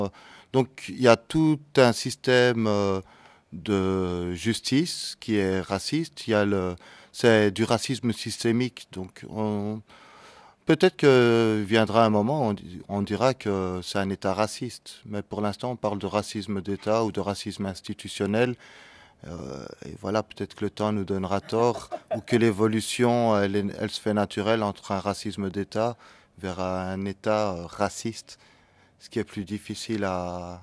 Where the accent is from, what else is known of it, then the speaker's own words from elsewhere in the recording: Brussels, Belgium; Me présenter, je suis bruxellois, fils d'immigrés, militant sur les questions sociales et internationales depuis une vingtaine d'années